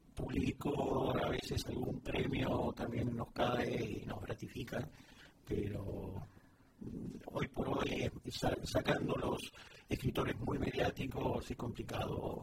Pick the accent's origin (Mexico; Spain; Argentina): Argentina; moved away; de una experiencia que viví hace poco en Buenos Aires. Bueno, tú sabes que hace poco estuve en mi país y vi muchas obras de teatro